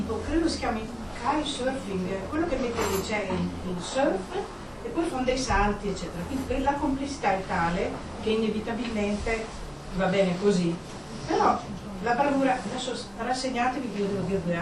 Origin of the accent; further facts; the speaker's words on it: Trentino-Alto Adige, Italy; born there; io sono nato in Badia, mio papà doveva sposare una badiotta, poi sposare mia mamma che era umbra